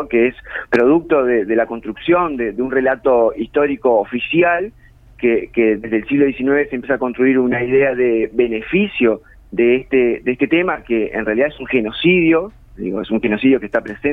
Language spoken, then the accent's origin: Spanish; Uruguay; qué somos los uruguayos?